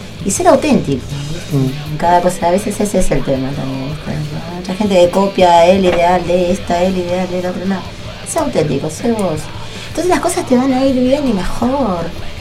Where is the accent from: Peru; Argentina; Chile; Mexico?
Argentina; José C. Paz, Buenos Aires Province; Bueno, yo soy de José Paz, soy de zona norte